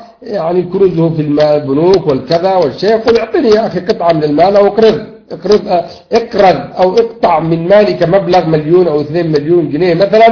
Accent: Yemen; now in Saudi Arabia; لأن أنا يمني ومن حقي أن أقول هذا الكلام

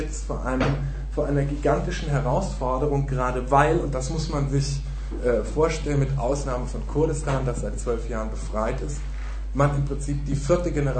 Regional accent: Germany; die ja zumindest, wo ich herkomme in Deutschland, die Leute tendieren auch immer gerne dazu

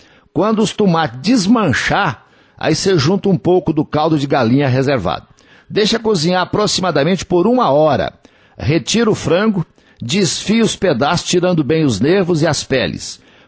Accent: Coromandel, Minas Gerais, Brazil; Dia 5 de julho tem show de … no Parque de Exposições Antônio Dagger, lá na minha terra, em Coromandel, na Festa do Leite, na Feira do Leite

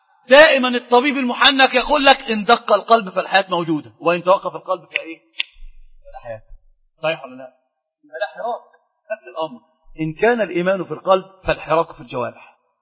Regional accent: Sohag Governorate, Egypt; انا من سوهاج اخويا. من الزوك الغربية. المنيا ايه؟ والله ما شفتها يا شيخ والله. لكن انا اعرف ان انا من سوهاج

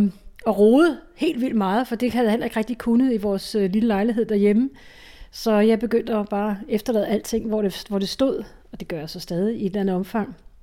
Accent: Ishøj, Capital Region of Denmark, Denmark; jeg startede med at bo hjemme i Ishøj

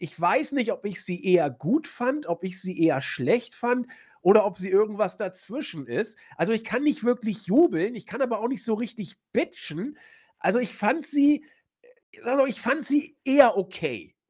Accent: Northern Germany, Germany; Also ich komme ja hier aus dem Norden

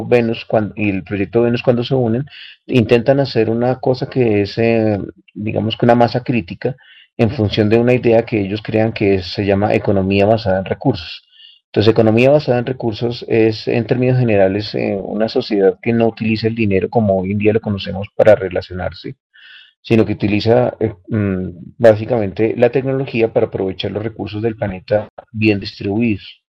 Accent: Colombia; no solamente para nosotros como colombianos

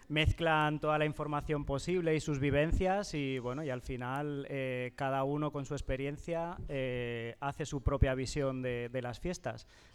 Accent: Teruel, Aragon, Spain; now in Fustiñana, Spain; Entonces yo vine aquí hace 3 cursos, este es mi tercer curso, y de Fustiñana conocía cuando llegué muy poquito, porque acabé recién llegado de Aragón

